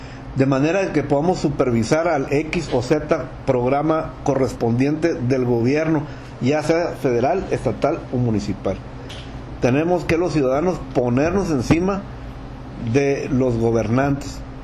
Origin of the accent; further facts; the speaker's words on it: Mexico; yo primero soy un ciudadano mexicano